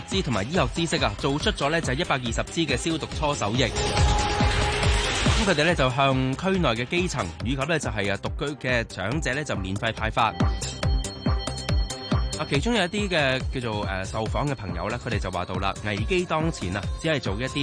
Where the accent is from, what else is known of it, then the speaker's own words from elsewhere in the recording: Hong Kong; 真真正正咧就系做到我哋香港人嘅精神，